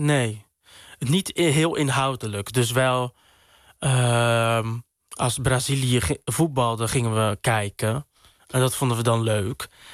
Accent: Dordrecht, South Holland, Netherlands; Ik groeide op in Sterrenburg 3. Een wijk in Dordrecht, best wel ver van het centrum vandaan. Ik vond het daar best wel rustig. Er waren veel kinderen van mijn leeftijd waar ik mee kon spelen. Het was een hele witte wijk

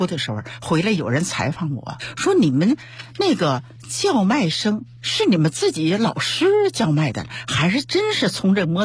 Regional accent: Beijing, China; born there; 我生在北京

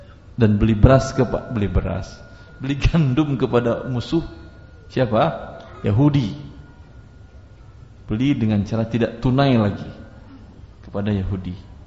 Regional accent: Padang, West Sumatra, Indonesia; Saya orang Padang.

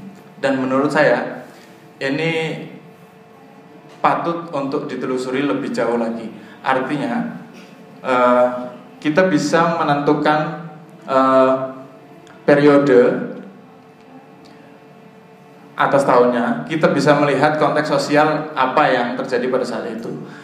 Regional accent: Banyumas, Central Java, Indonesia; accent: medok; maaf saya dari Banyumas jadi saya agak medok.

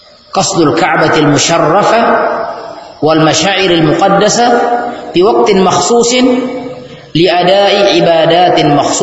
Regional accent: Sulawesi, Indonesia; kita orang Bugis, Sulawesi ini terpengaruh dengan bahasa kita logat.

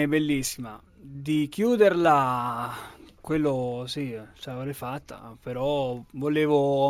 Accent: Tuscany, Italy

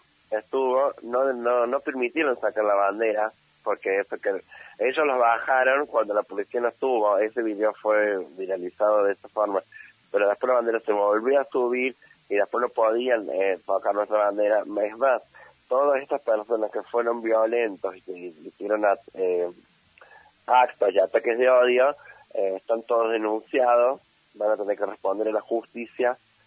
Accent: Argentina; porque todos somos argentines, o sea, todos somos argentinos

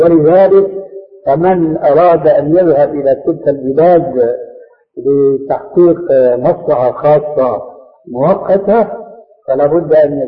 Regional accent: Syria; تلقفها بعض العامة عندنا في سوريا

